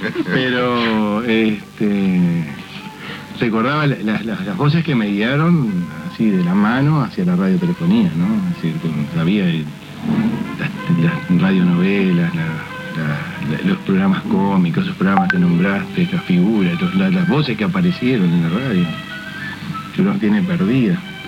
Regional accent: Rocha, Uruguay; desde muy pequeño mi pueblo en Rocha.

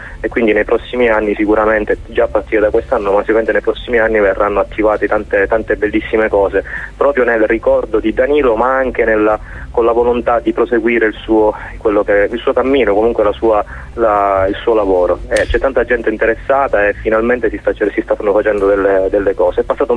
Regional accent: Sicily, Italy; io sono siciliano che è ritornato in Sicilia dopo diversi anni fuori

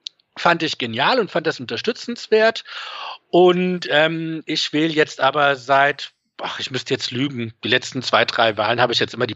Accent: Frankfurt am Main, Hesse, Germany; Und dann komme ich aus Frankfurt am Main. Ich bin hier auch groß geworden.

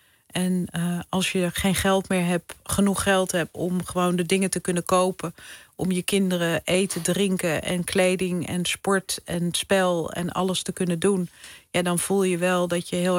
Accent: North Holland, Netherlands; mijn vader die is huisarts geweest. Mijn moeder verpleegkundige. Ik ben in het Gooi opgegroeid. En we woonden altijd heel groot, ruim.

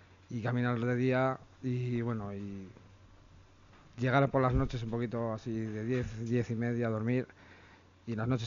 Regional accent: Santo Domingo de la Calzada, La Rioja, Spain; no, yo soy de un pueblo de La Rioja, de Santo Domingo, La Cazada, entonces yo no sabía si pasaba por mi pueblo

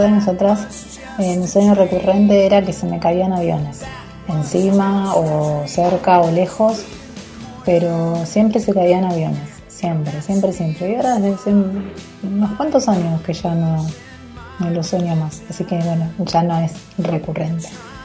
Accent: Quilmes, Buenos Aires Province, Argentina; de Quilmes

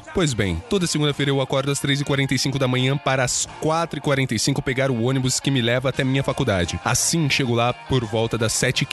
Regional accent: Rio Grande do Sul, Brazil; tenho 19 anos e sou de RS.

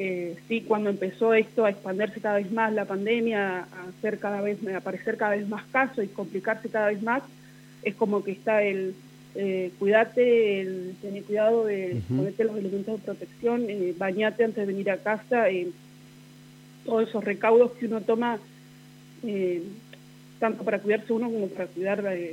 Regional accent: Villa Massa, Buenos Aires Province, Argentina; moved away as an adult; now in Santa Rosa, Argentina; Yo tengo 36 años. Soy oriunda de la provincia de Buenos Aires, de Villa Massa. Y me vine a Santa Rosa, porque estoy en pareja

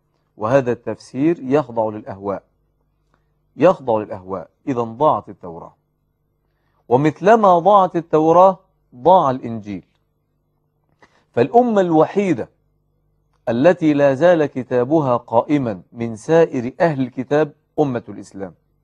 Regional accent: Egypt; الصبيان الذين يلعبون في الزوايا والحواري عندنا في مصر وفي غيرها

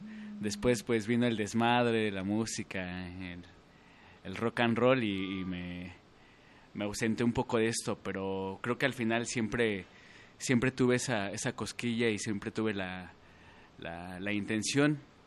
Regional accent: Mexico City, Mexico; Pues yo vengo de la Ciudad de México, antes DF, como bien lo dijiste. Creo que pertenezco todavía al DF, pero pues bueno, estoy aquí por motivos amorosos

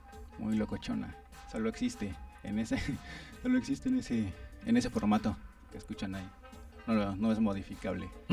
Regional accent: Tlalnepantla, State of Mexico, Mexico; Sí, somos del norte de Tlanepantla.

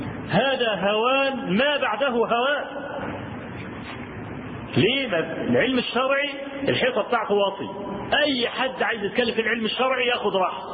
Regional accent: Egypt; انا اذكر لكم حكايه حصلت عندنا في مصر

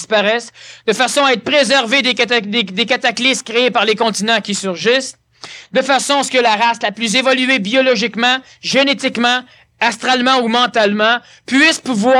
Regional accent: Quebec, Canada; Je suis Québécois. Je suis né au Québec

